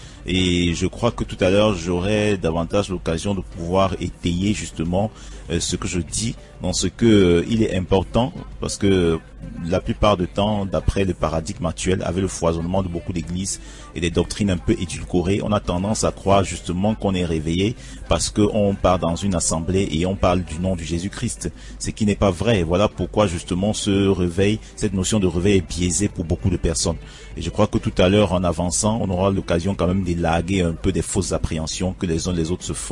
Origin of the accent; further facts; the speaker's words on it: Cameroon; c'est parce que nous sommes Camerounais.